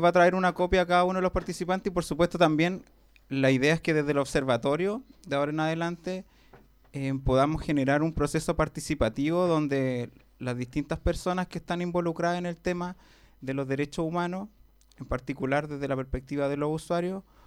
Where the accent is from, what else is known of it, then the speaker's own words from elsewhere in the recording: Santiago, Santiago Metropolitan Region, Chile; yo soy de Santiago